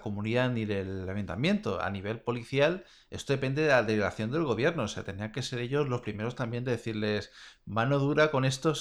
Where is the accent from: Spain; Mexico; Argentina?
Spain; Catalonia; Pero claro, nosotros que somos catalanes